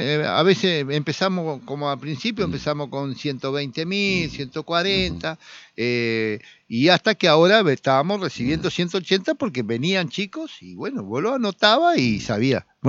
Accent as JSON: {"language": "Spanish", "country": "Argentina", "said": "Me preocupa como argentino, me preocupa por la entrega, claro, la entrega al país."}